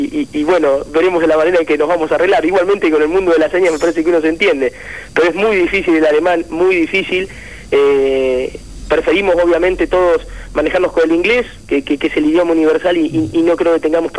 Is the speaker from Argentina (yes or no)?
yes; Argentina; para los que somos argentinos